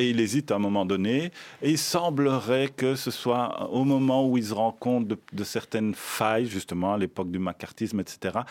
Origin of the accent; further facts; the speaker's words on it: Belgium; L'avantage qu'on a d'être belge, c'est que on n'est pas fier d'être belge.